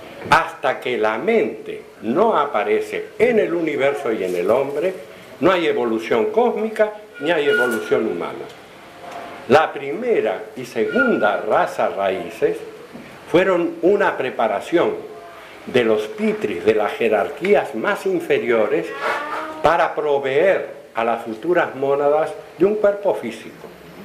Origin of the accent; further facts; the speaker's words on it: Argentina; una bota de vino de esas que yo veía en mi niñez en Argentina